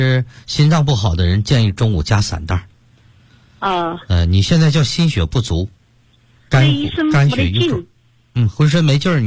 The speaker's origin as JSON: {"language": "Chinese", "region": "Sichuan", "country": "China", "said": "包括现在我们四川人爱吃这个辣的"}